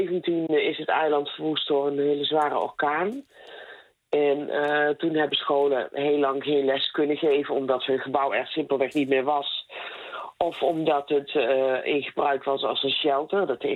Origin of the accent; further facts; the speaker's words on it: Netherlands; Je denkt er als Nederlander die wel goed onderwijs heeft gekregen nooit zo over na.